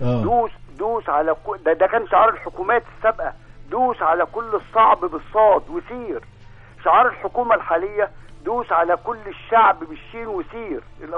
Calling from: Alexandria, Alexandria Governorate, Egypt; أنا بكلم حضرتك من اسكندرية

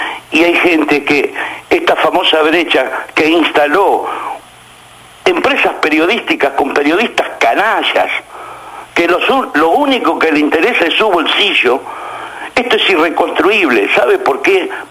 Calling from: La Boca, Buenos Aires, Argentina; de la Boca.

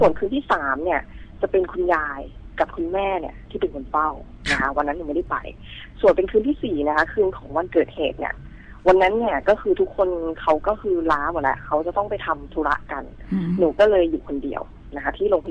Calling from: Bangkok, Thailand; โทรมาจากแถวเตาปูนค่ะ

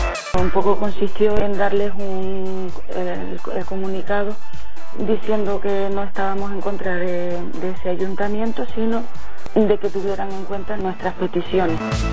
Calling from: La Gomera, Canary Islands, Spain; Hemos estado rotando por distintos pueblos de La Gomera

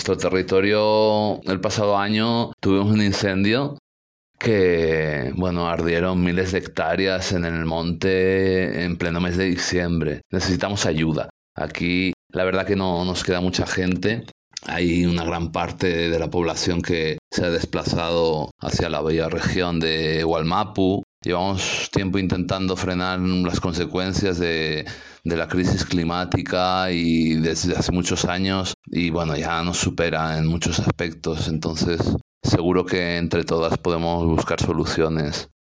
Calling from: Ourense, Galicia, Spain; de la Cooperativa Integral de Orense. Aquí les escuchamos desde hace 10 años, por lo menos, en Radio Artemisa.

